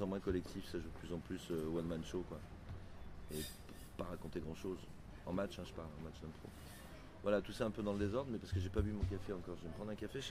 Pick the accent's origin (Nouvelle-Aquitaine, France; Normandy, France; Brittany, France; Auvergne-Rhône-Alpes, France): Auvergne-Rhône-Alpes, France; Lyon; Non, je suis de Lyon, moi.